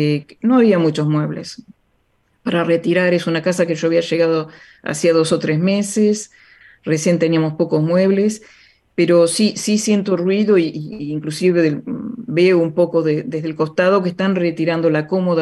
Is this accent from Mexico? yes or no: no; La Plata, Buenos Aires Province, Argentina; es un momento un poco fuerte para mí porque yo soy de La Plata.